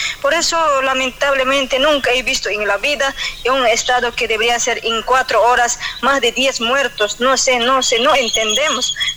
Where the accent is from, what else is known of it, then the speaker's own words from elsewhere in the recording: Bolivia; Somos bolivianos, hombres y mujeres, tenemos derecho